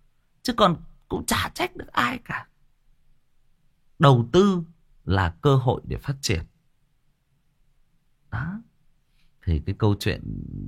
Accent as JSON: {"language": "Vietnamese", "region": "Hưng Yên", "country": "Vietnam", "tie": "born or raised there", "said": "Quê tôi cũng Hưng Yên bạn ơi. Quê tôi cũng Hưng Yên."}